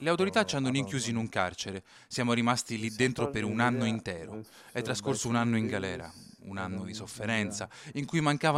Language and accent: Italian; Eritrea; Italian is a second language; moved away as an adult; vengo dall'Eritrea, ho 30 anni. Ho lasciato il mio paese 3 anni fa e sono andato in Sudan.